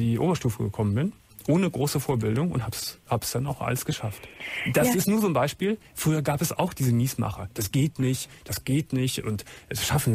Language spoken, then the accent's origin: German; Gummersbach, North Rhine-Westphalia, Germany; Ich komme aus Gummersbach und bin in Gummersbach aufs Arbeitsamt gegangen